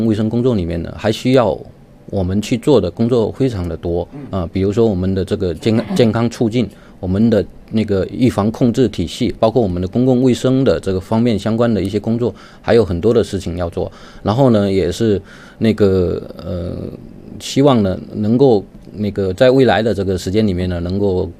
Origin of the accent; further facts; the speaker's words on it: southern China, China; moved away as an adult; now in Beijing, China; 大家看我听我的这个口音啊，非常的这个非常的重，我是南方人。然后呢，那个，但是我那个大学一毕业，研究生一毕业之后呢，我就到北京来工作。然后呢，也算是北京呢是我的这个第二故乡。